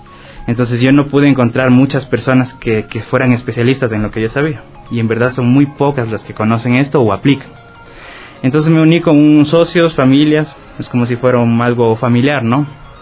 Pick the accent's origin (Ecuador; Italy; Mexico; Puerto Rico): Ecuador; moved away; also born or lived in Spain; Bueno, yo salí de aquí de Ecuador hace 15 años, entonces yo estuve en España, lo típico